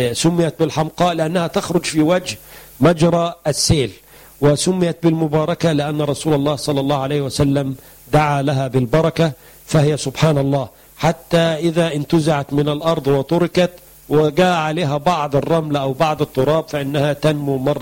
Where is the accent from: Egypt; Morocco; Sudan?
Egypt; معروف عندنا في مصر بأن هو الجلوين